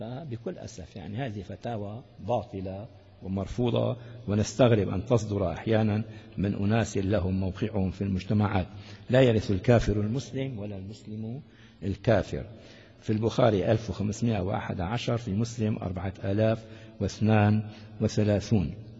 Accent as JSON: {"language": "Arabic", "region": "Damascus Governorate", "country": "Syria", "said": "دعاني مرة أحدهم في إربيل من أهل الميدان عندنا في الشام"}